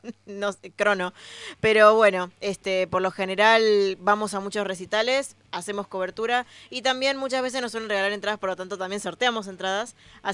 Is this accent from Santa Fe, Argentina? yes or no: no; Buenos Aires, Argentina; soy de acá de Buenos Aires